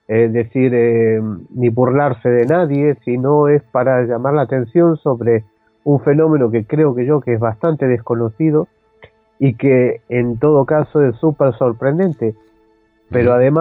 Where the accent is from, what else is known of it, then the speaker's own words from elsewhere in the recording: Argentina; born there; en un viaje a Argentina, donde yo nací